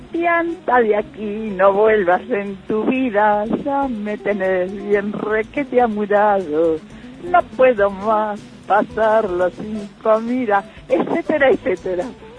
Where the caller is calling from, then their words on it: Buenos Aires, Argentina; de Agronomía